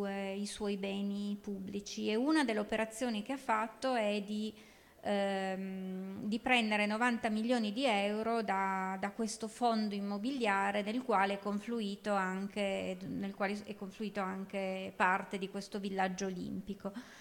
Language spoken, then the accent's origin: Italian; Turin, Piedmont, Italy; moved away as an adult; io sono una torinese che sono andata via da Torino all'età di 20 anni più o meno e tornata 25 anni dopo in una città completamente trasformata, nel senso che io sono cresciuta davanti a una fabbrica di pneumatici che inquinava